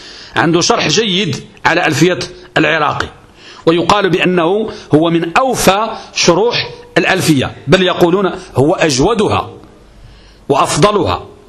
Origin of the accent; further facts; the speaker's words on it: Morocco; كترتيب التدريس المعروف عندنا بالمغرب